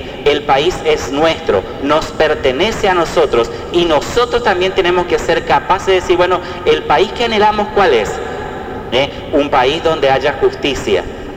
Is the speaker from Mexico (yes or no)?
no; Argentina; soy argentino 100%. … realmente amo a mi país